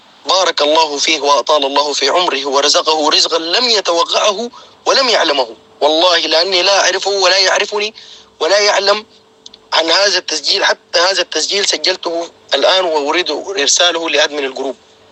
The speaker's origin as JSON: {"language": "Arabic", "country": "Sudan", "moved": "as an adult", "lives_now": "United Arab Emirates", "said": "طلعت من السودان لغاية سافرت عن طريق الدولة اسمها أريتريا، ومن أريتريا إلى دبي"}